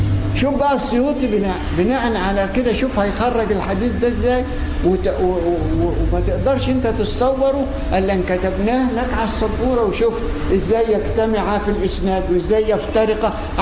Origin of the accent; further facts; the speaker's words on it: Egypt; ان احنا ناس كمصريين